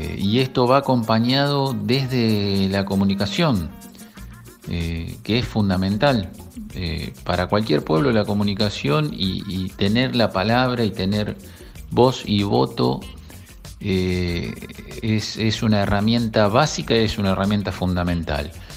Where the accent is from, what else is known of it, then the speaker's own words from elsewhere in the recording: Punta Indio, Buenos Aires Province, Argentina; Soy de Cabañas Tunquelén, de Punta Indio.